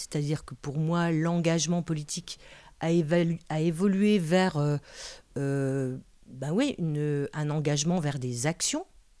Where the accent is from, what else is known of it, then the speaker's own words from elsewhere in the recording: Vittel, Grand Est, France; Moi, je viens de Vittel